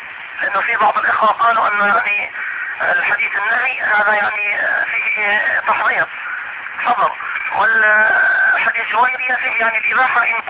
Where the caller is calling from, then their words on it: Mecca, Makkah Province, Saudi Arabia; شيخ انا بكلمك يعني من مكة